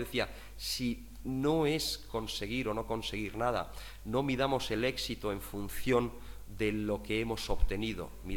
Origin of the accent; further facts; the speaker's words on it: Madrid, Community of Madrid, Spain; born there; Si llego a nacer 1.500 kilómetros al sur, estoy jodido. Yo nací en Madrid.